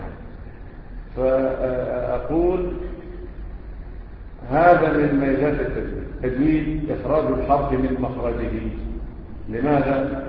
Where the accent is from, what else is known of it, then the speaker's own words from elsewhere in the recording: Egypt; احنا كمصريين بتعمل ايه؟